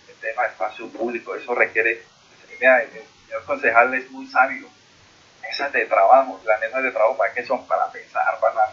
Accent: Soacha, Cundinamarca, Colombia; No nos sigamos estigmatizando porque nosotros vivimos y somos de Soacha.

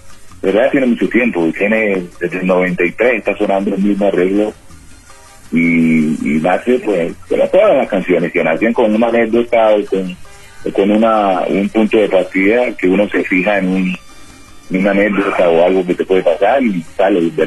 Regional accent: Chocó, Colombia; En mi tierra, yo soy una tierra donde la salsa es una prioridad siempre para bailar y para las fiestas.

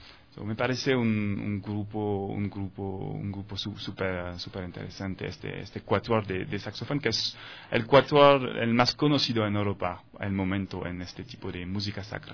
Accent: France; Spanish is a second language

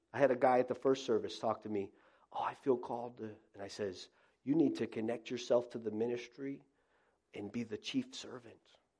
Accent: Florida, United States; now in Northeast, United States; You know, I grew up in South Florida. You may be saying, what in the world are you doing in the Northeast? I've been here for many years.

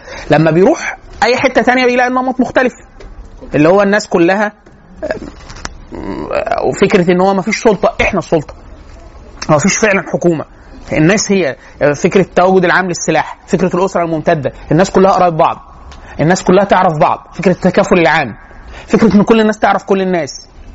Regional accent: Egypt; احنا طبيعيين طبقا للي بيحصل عندنا في مصر،

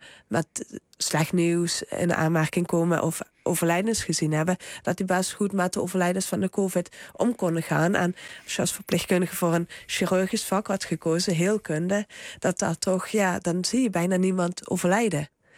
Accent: Limburg, Netherlands; want ik kwam uit Zuid-Limburg.

